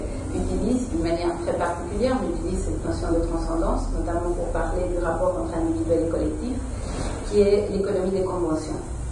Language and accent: French; Uruguay; French is a second language; moved away; Et parce que vous l'entendez dans mon accent, je ne suis pas française. Je viens de l'Amérique latine, de l'Uruguay